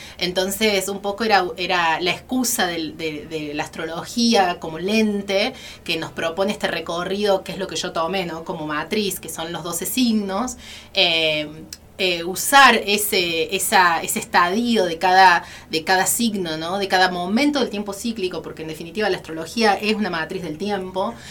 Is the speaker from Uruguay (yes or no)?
no; Córdoba, Argentina; En realidad nací y criada en Córdoba capital, en el barrio Alto Alberdi, y ya viviendo en Sierras Chicas hace casi 5 años con mi familia. Así que, bueno, vengo de allá, de Arroyitos y Sierras